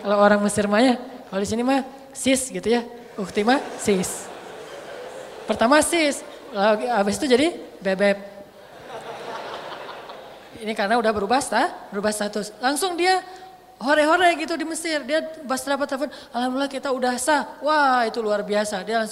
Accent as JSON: {"language": "Indonesian", "region": "Aceh", "country": "Indonesia", "said": "Saya orang Aceh lagi waktu itu masih Aceh banget lah ya, masih ngomongnya mah blak-blakan, jelep gitu."}